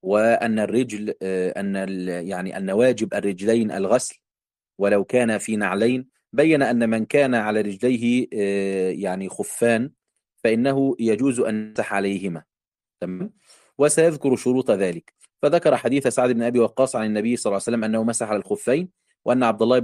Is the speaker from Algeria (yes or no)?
no; Egypt; الكعب عندنا في مصر